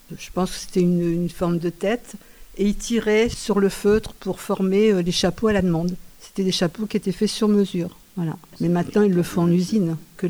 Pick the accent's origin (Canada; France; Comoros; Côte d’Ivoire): France; Douai, Hauts-de-France; Je ne suis pas de la campagne. Je n'ai pas été élevée en campagne. Moi, je viens du nord, de Douai.